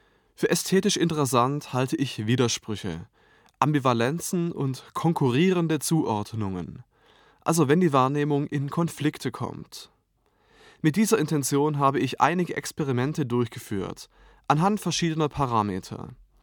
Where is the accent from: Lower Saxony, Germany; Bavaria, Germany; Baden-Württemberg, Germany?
Baden-Württemberg, Germany; now in Berlin, Germany; Ich bin Komponist, geboren 1980 und aufgewachsen in der Stuttgarter Umgebung. Ich lebe seit einigen Jahren in Berlin